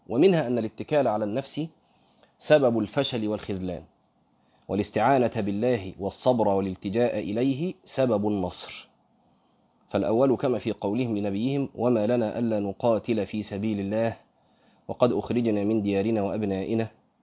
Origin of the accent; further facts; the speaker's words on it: Egypt; وده قيل في فتره من الفترات عندنا في مصر، مش كده؟